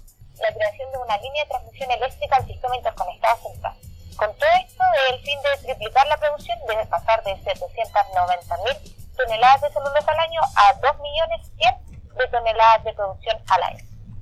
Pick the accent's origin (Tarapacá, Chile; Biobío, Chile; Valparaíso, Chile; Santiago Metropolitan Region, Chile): Biobío, Chile; Laraquete; Yo provengo de la localidad de Larraquete, que es como una caleta que está al norte de esta empresa.